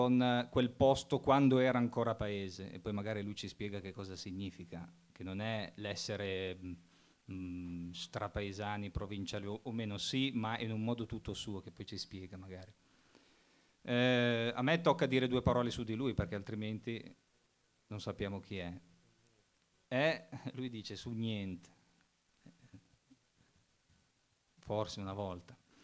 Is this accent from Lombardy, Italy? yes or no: yes; Abbiategrasso, Lombardy, Italy; visto che veniamo da Abbiategrasso